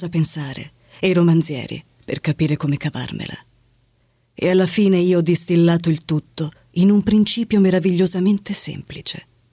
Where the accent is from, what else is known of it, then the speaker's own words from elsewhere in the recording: Verona, Veneto, Italy; now in Rome, Italy; Vengo da Roma, da anche Roma. Se sono veronese ma abito qui da tantissimi anni.